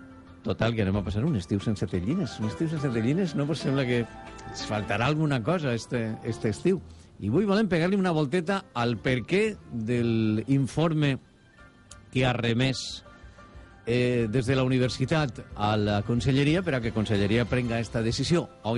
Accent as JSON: {"language": "Catalan", "town": "Gandia", "region": "Valencian Community", "country": "Spain", "said": "Dels que som de Gandia"}